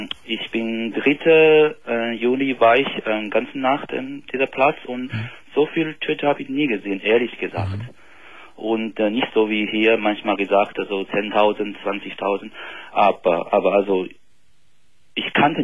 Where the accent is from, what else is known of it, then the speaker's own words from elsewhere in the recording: Beijing, China; German is a second language; Also ich komme aus China, aus Peking.